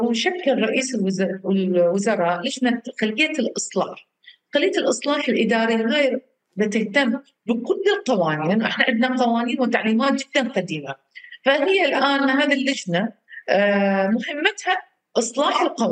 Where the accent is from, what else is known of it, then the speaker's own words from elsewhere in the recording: Iraq; يعني الوقود كلش مهم عندنا بالعراق